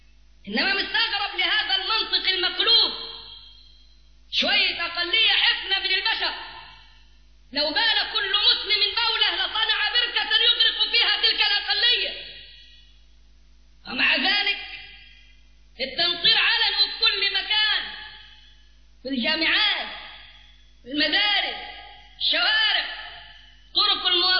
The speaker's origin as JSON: {"language": "Arabic", "town": "Cairo", "region": "Cairo Governorate", "country": "Egypt", "said": "وشوية عندنا في القاهرة قاعدين برفضه"}